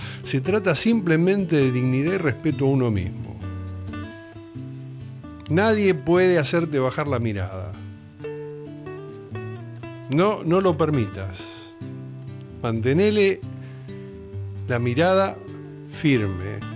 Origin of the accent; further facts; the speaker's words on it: Argentina; esto no es exclusividad ni de nuestra como argentinos